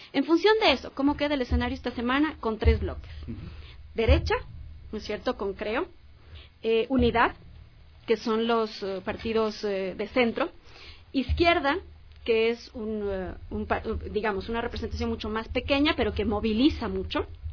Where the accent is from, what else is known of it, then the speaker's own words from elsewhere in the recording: Ecuador; los pagamos todos los ecuatorianos, pues.